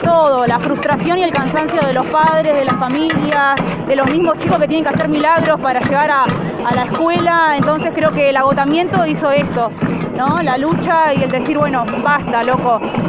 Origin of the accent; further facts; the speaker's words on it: Lago Puelo, Chubut, Argentina; soy de Lago Puelo, soy tía de alumnos que van a la escuela 717, la aerotécnica de acá de Cerro Radal